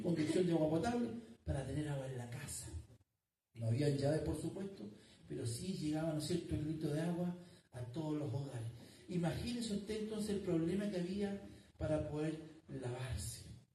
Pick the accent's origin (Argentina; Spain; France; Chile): Chile; Pero así somos los chilenos.